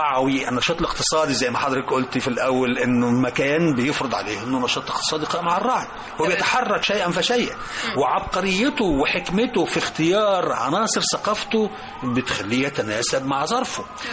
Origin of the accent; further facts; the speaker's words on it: Egypt; زي عندنا في الريف، نخبز مثلا أمي كانت تخبز مشنتين عيش يقعدوا بالشهر